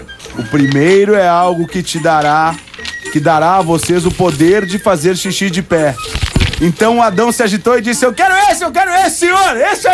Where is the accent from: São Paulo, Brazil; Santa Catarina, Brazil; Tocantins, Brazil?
Santa Catarina, Brazil; Chapecó; Sou de Chapecó.